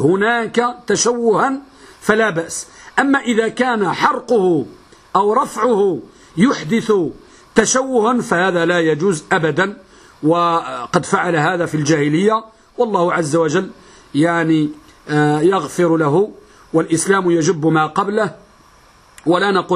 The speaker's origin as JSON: {"language": "Arabic", "country": "Morocco", "said": "يوجد بعض البلدان عندنا بالمغرب أن النساء لهن وشم في وجوههن"}